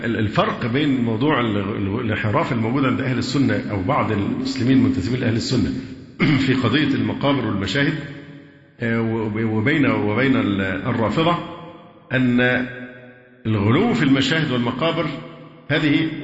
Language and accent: Arabic; Egypt; لأن هذا مشهور و يعني ذائع بالذات عندنا في مصر هنا